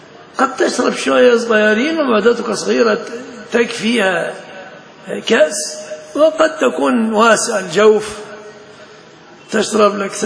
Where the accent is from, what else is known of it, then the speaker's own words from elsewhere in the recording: Egypt; يتفصل جيبة عندنا في مصر